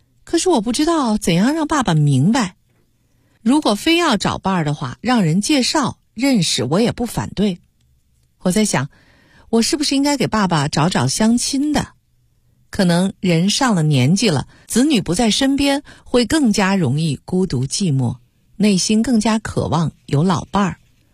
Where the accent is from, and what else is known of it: China